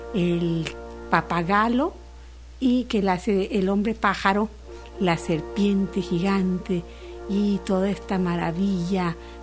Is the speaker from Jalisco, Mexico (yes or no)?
yes; Guadalajara, Jalisco, Mexico; ya en mi tierra, en la Universidad de Guadalajara